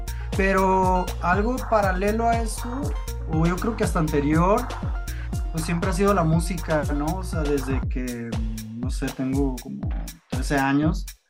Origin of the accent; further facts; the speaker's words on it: Hermosillo, Sonora, Mexico; Pues desde chico, yo soy de Hermosillo, Sonora